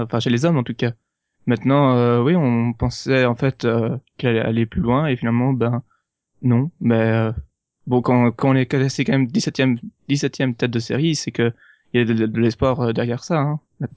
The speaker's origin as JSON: {"language": "French", "country": "Belgium", "said": "moi, je suis pas français à la base, je suis belge"}